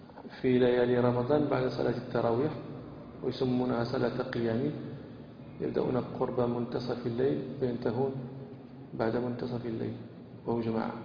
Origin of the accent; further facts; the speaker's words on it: Morocco; هذه العادة موجودة عندنا في المغرب